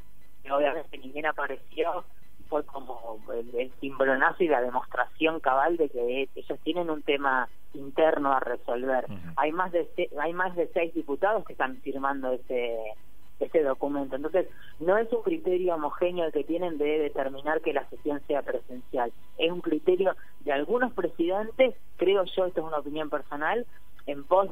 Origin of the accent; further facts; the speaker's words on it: Necochea, Buenos Aires Province, Argentina; Yo soy de Necochea, ¿eh? Casi vecina